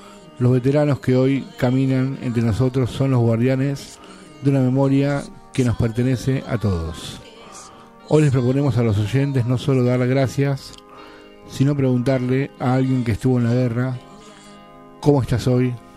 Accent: Argentina; soy muy patriota, soy muy argentino, soy muy defender mi tierra.

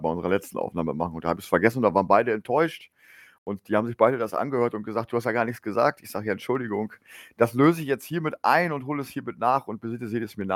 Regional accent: Lower Saxony, Germany; als Niedersachse kann ja nicht sagen, also ich bin ja auch im Norden, aber nicht so im Norden wie du, das gebe ich zu.

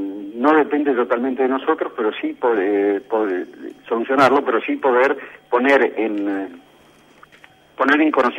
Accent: Argentina; responsabilidad como productores y como argentinos

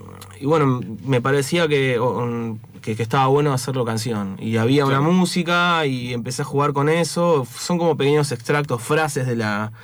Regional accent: Haedo, Buenos Aires Province, Argentina; Yo soy de la zona, soy de Aedo.

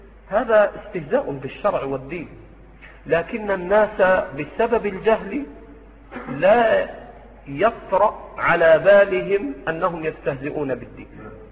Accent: Egypt; في مثل بلدنا مصر

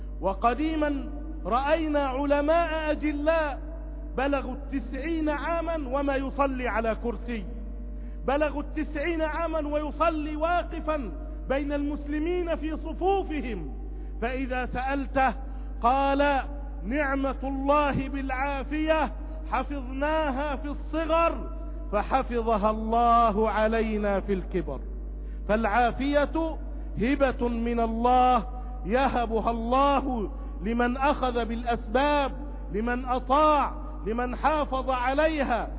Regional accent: Egypt; اللهم احفظ بلدنا مصر بحفظك

